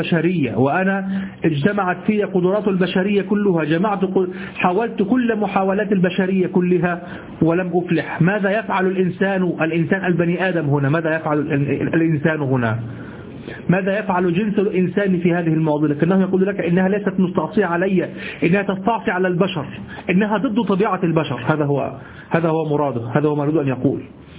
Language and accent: Arabic; Egypt; ما نستعمله نحن في دارجتنا المصرية.